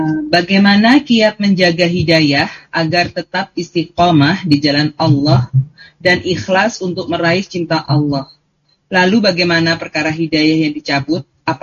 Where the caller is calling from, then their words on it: Jakarta, Indonesia; Yang terakhir Ustaz, saya dari Jakarta Pak Ustaz.